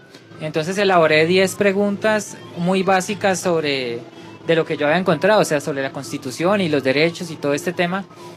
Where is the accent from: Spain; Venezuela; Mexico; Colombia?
Colombia; Popayán, Cauca; Sí, yo soy de Popayán.